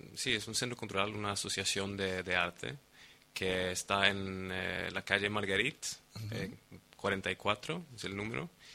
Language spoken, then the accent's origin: Spanish; Sweden; Spanish is a second language; los dos son colombianos, yo soy sueco.